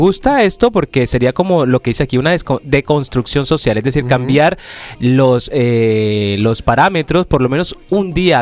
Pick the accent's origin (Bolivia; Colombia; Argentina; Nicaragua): Colombia; Caribbean coast; yo soy costeño, soy de Colombia, de la costa